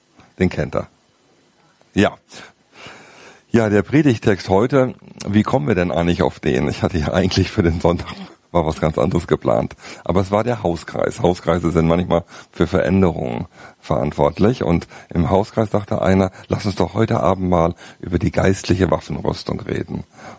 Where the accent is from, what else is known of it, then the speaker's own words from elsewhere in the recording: North Rhine-Westphalia, Germany; also born or lived in Ruhr; ich komme aus dem Siegerland, sagt euch was, ist ein bisschen eine fromme Ecke.